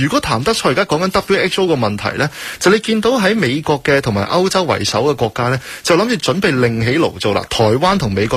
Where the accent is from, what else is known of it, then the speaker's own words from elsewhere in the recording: China; 虽然我哋系中国人，不过嗰边啲资料好似准